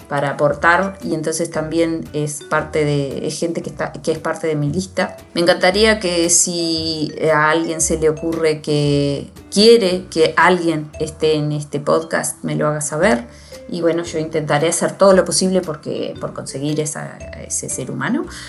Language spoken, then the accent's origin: Spanish; Libertad, San José, Uruguay; yo soy del interior del Uruguay. De una ciudad que se llama Libertad, y en el departamento de San José.